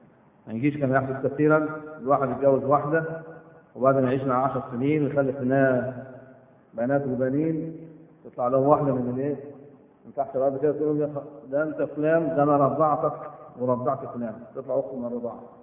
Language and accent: Arabic; Egypt; احنا من مصر كنا عن النسب